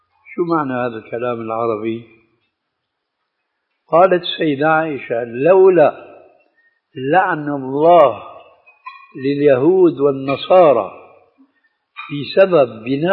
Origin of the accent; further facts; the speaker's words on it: Damascus, Damascus Governorate, Syria; عندنا في دمشق